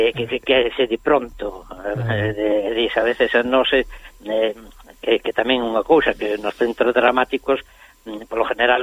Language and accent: Galician; Galicia, Spain; somos galegos, hacemos a nosa cultura, que é moi importante, non? Temos a nosa lingua, a nosa cultura